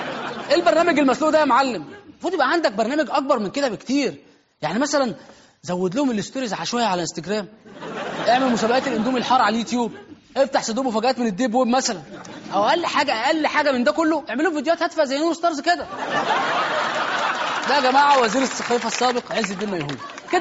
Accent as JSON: {"language": "Arabic", "country": "Egypt", "said": "او زي ما عندنا في مصر موسى"}